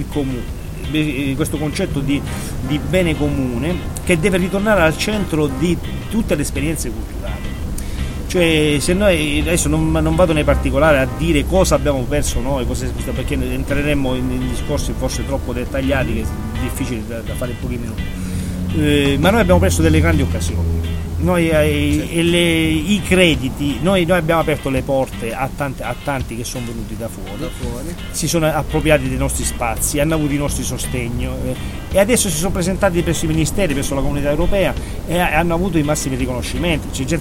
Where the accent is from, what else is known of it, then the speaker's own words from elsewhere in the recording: Reggio Calabria, Calabria, Italy; da quando sono nato e cresciuto a Reggio Calabria